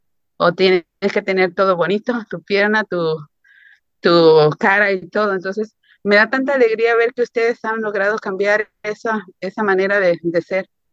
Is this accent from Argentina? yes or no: no; Jalisco, Mexico; moved away; yo soy de Jalisco, México. Estoy aquí desde los 80s. Desafortunadamente todavía no he podido ir a mi país.